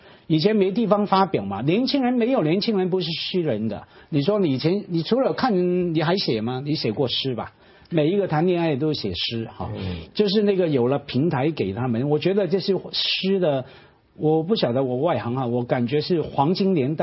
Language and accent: Chinese; Hong Kong; 我作为香港人，我的文学滋养是在台湾那个部分的